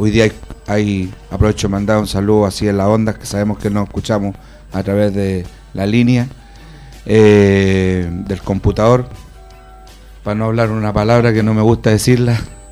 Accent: Puente Alto, Santiago Metropolitan Region, Chile; soy de Puente Alto, nacido, criado, estudiado, trabajado y enterrado los bajos de Mena, seguramente, puentealtino de todo corazón y amo mucho mi comuna

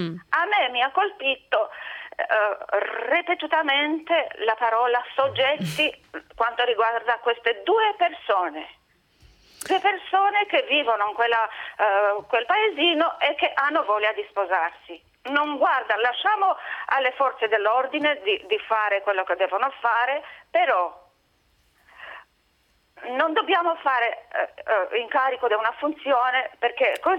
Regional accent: Romania; Italian is a second language; now in Lucca, Italy; Io sono da Luca, ma sono romena.

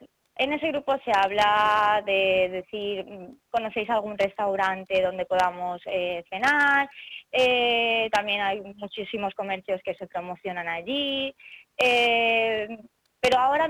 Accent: Elche, Valencian Community, Spain; somos de Elche, vamos a reivindicarnos, vamos a decir lo que pensamos y vamos a unirnos

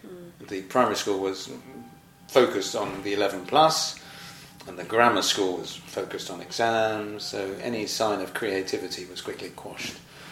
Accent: London, United Kingdom; moved away as an adult; now in Cornwall, United Kingdom; I was born in London and lived there, I suppose, until I went to college. I went to college in Reading and been trained to become a teacher. And then in 1972 I moved to Cornwall.

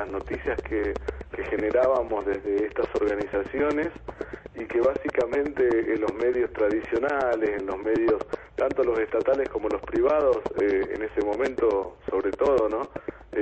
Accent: Calilegua, Jujuy, Argentina; born there; now in San Salvador de Jujuy, Argentina; me terminó dejando acá en San Salvador de Jujuy, ¿no? Pues yo nací en Calilegua

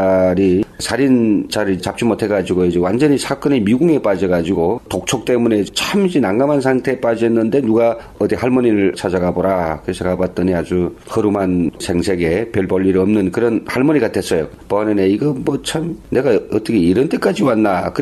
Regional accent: North Korea; 탈북자로서 제가 북에서 느꼈던 것과 여기서 체험하는 것이 어떤 차이가 있는지 그런 걸 이야기하려고 해요.

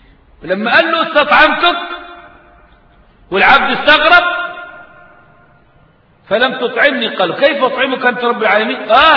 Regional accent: Egypt; قيل في المثل عندنا كمصريين

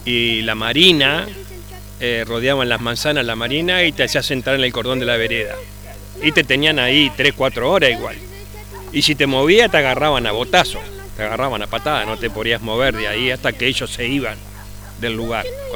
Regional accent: Montevideo, Uruguay; que yo nací también en Montevideo. No me acuerdo el barrio, pero nací en Montevideo, me crié en el Cerrito de la Victoria, después me crié en el barrio de los Bulevares

